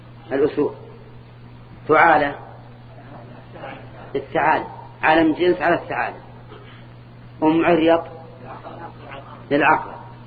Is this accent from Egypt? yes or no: no; Al-Qassim, Saudi Arabia; أولاد علي أظن كنا عندنا في القصيم